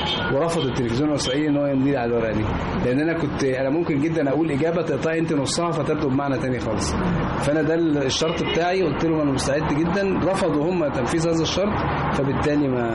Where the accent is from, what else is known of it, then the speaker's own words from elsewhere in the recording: Egypt; أنا مصري فلازم يبقى مصري.